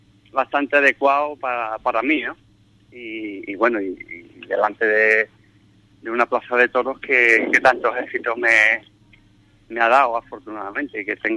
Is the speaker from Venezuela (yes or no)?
no; Ubrique, Andalusia, Spain; cuando esté ahí en mi pueblo, pues bueno, empezaré, supongo, a recordar pues toda mi infancia, porque mi infancia ha sido en Ubrique.